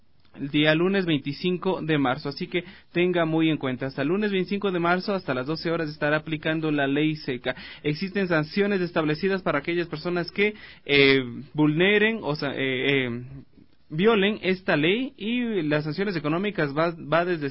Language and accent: Spanish; Ecuador; el único requisito que necesitamos como ecuatorianos para ejercer el derecho al sufragio es la cédula de identidad.